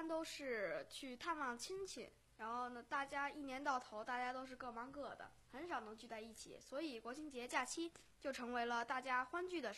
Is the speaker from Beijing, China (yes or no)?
yes; Haidian, Beijing, China; 我们的老家在北京海淀，首先呢我们老家在那个北京海淀区农科院